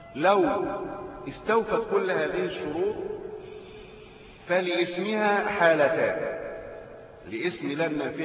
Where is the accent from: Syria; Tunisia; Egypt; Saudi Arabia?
Egypt